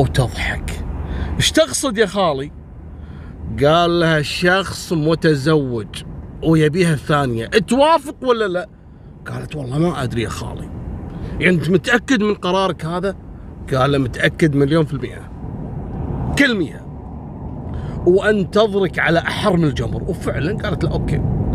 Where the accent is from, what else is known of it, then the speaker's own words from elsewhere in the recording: Kuwait; ترى موجودة عندنا في الكويت إلى الآن موجودة